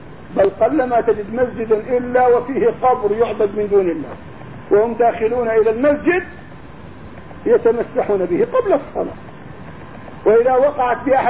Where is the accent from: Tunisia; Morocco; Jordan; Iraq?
Jordan; انا تركت اهل الكهف عندنا في الاردن